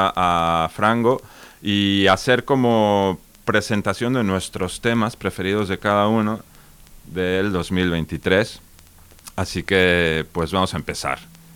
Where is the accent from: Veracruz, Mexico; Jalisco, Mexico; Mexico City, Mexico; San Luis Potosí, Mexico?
Jalisco, Mexico; Guadalajara; pues yo soy de México. Entonces, la forma que tiene... De Guadalajara.